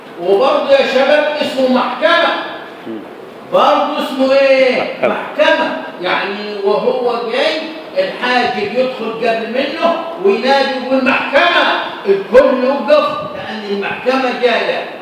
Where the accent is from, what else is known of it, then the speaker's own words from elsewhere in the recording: Egypt; إذا الواقع العمل اللي عندنا في مصر الآن